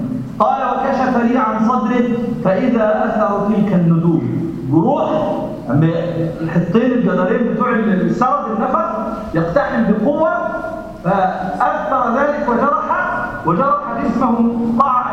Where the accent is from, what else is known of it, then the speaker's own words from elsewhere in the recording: Egypt; يعني بنسميه عندنا في مصر أدنى